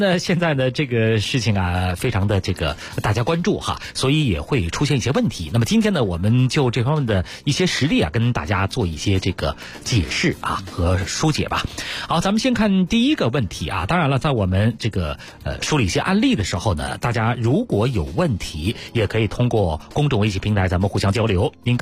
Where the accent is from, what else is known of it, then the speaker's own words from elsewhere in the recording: Beijing, China; 我是老北京啊